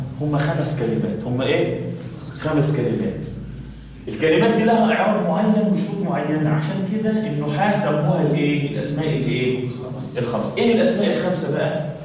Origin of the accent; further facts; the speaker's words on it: Egypt; ليه عندنا كمصريين يقول لك حاجه شر